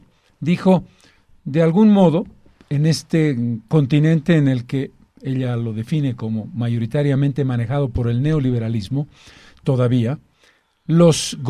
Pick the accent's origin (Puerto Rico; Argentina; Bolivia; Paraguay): Bolivia; Los 11 millones de bolivianos somos el pueblo boliviano.